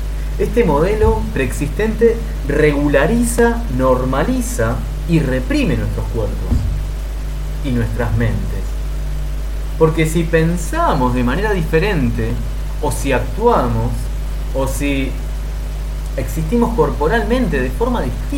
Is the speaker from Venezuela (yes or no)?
no; Uruguay; uno como uruguayo saluda a todo el mundo con un beso, ¿no?